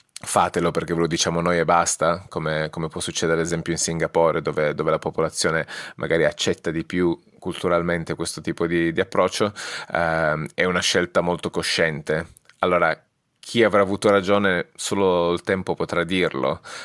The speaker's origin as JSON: {"language": "Italian", "town": "Turin", "region": "Piedmont", "country": "Italy", "tie": "born or raised there", "moved": "yes", "lives_now": "Edinburgh, United Kingdom", "said": "nato e cresciuto a Torino, residente a Edimburgo."}